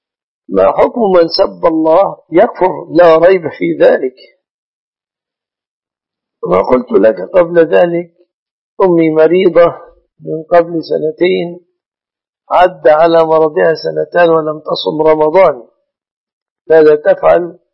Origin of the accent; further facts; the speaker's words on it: Egypt; ولكن مما يتأسف عليه أنه ليس في بلادنا مصر نظام العاقلة